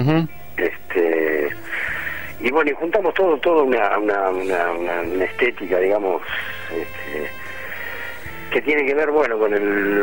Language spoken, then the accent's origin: Spanish; Buenos Aires, Argentina; Estamos ahí en Esquina Borges, ¿viste? Pero somos de Boedo